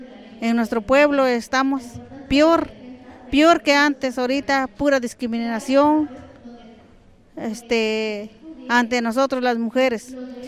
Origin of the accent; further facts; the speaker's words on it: San Pablo Cuatro Venados, Oaxaca, Mexico; nosotros venimos de la comunidad del Rebollero, Los Arquitos, San Pablo Cuatro Venados